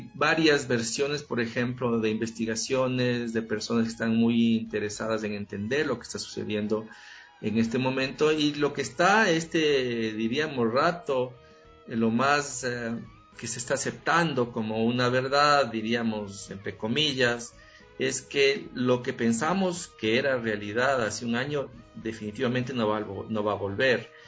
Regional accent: Ecuador; Fundamentales en nosotros como latinoamericanos y como ecuatorianos.

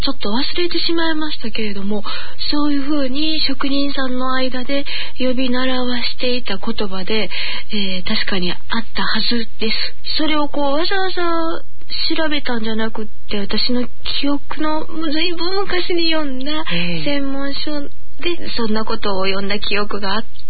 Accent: Osaka, Japan; 江戸言葉って私は大阪人なので、江戸弁っていうのは体の中にないわけですよ。

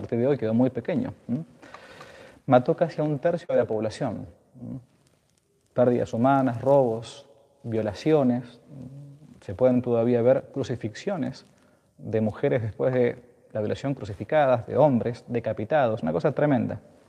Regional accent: Argentina; En mi país, Argentina, se recuerdan falsamente cada 24 de marzo, ¿no?

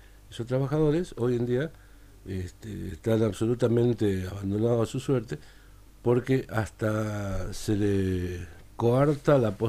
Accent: Tucumán, Argentina; Yo me acuerdo que yo nací en Tucumán y pasé parte de mi infancia en Tucumán

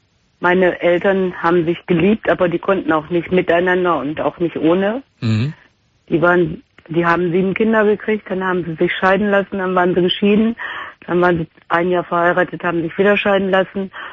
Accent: North Rhine-Westphalia, Germany; der da im Ruhrgebiet, wo ich herkomme, Akkord fahren musste

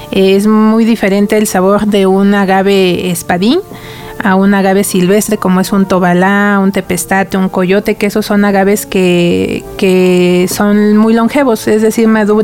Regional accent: Oaxaca, Mexico; No, sí somos originarias de Oaxaca, Oaxaca.

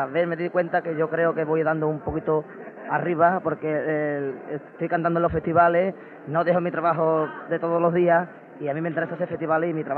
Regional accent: Jerez de la Frontera, Andalusia, Spain; born there; porque yo nací en Jerez y Jerez me ha dado lo poquito que yo canto

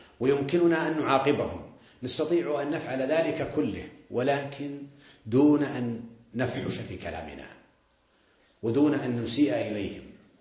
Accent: Saudi Arabia; عندنا في السعودية يقولون بزر، وعندكم يقولون عيل، وإخواننا في الخليج يقولون جاهل

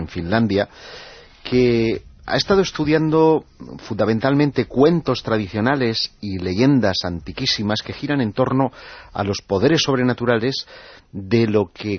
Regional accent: Catalonia, Spain; Bueno, por hablar de mi tierra, en toda la zona de la Ampurdana hay 150 megalitos

